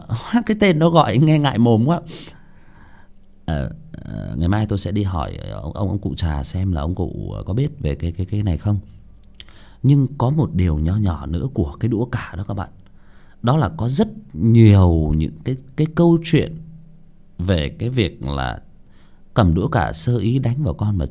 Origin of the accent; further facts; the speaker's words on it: Hưng Yên, Vietnam; Ở quê của tôi cũng vậy. Ở quê tôi dưới xuôi luôn, ở Hưng Yên luôn ạ.